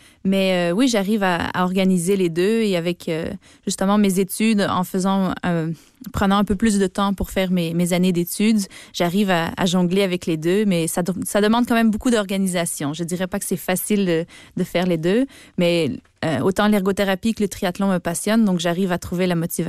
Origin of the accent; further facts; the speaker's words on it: Belgium; now in Canada; Je me sens quand même de plus en plus québécoise. Quand je suis au Québec avec mes amis, on n'entend pas que je suis belge. Je change complètement d'accent.